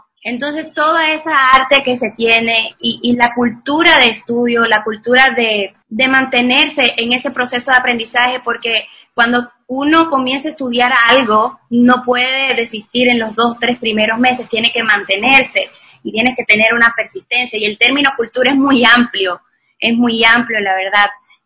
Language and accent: Spanish; Cuba; now in Ecuador; Soy cubana, ya llevo unos 9 años viviendo aquí en Ecuador, que me ha acogido como mi segundo hogar.